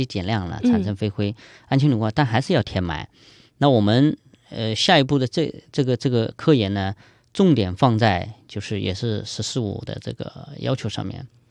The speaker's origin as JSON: {"language": "Chinese", "region": "Jiangxi", "country": "China", "said": "我江西人"}